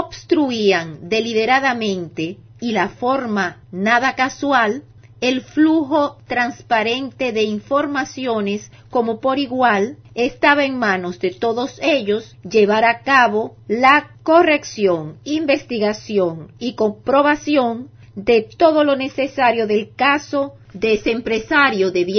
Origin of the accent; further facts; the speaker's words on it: Dominican Republic; el derecho que nos asiste como dominicanos